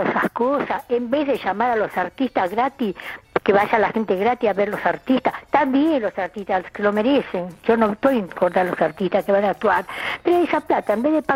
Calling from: Sarandí, Buenos Aires Province, Argentina; de Sarandí.

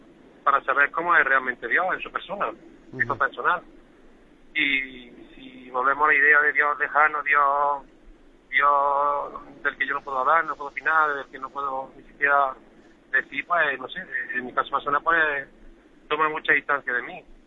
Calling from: Córdoba, Andalusia, Spain; de Córdoba.

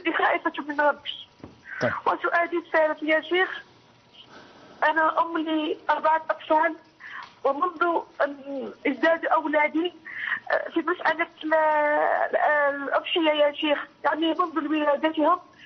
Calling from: Algeria; من الجزائر، من فضلك

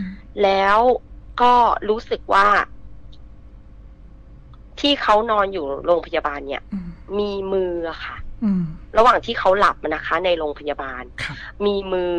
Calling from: Bangkok, Thailand; อยู่บางโพค่ะ

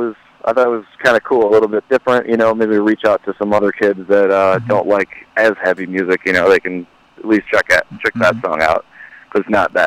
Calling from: Spartanburg, South Carolina, United States; We're actually in Spartanburg, South Carolina.

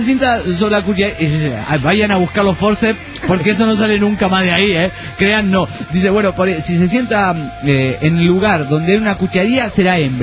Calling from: Necochea, Buenos Aires Province, Argentina; Muy bien, acá en Necochea cagándonos de frío.

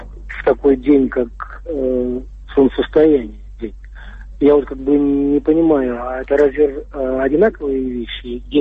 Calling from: Moscow, Russia; из Москвы.

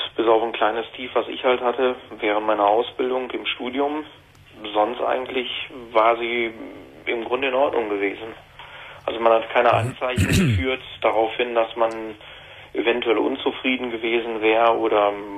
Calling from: Düsseldorf, North Rhine-Westphalia, Germany; Ja, so weit bin ich nicht. Ich komme aus Düsseldorf.

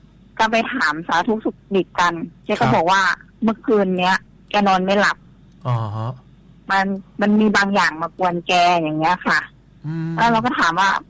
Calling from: Thailand; ชัยภูมิค่ะ

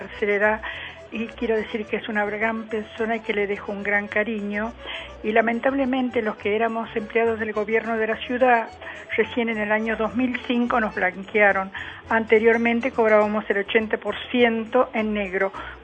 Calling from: Buenos Aires, Argentina; soy del barrio de Villa Lugano.

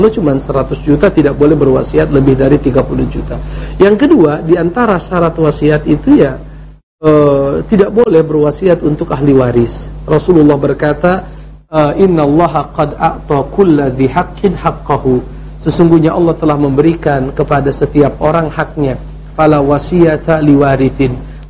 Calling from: Bandung, West Java, Indonesia; Saya dari Bandung ingin bertanya

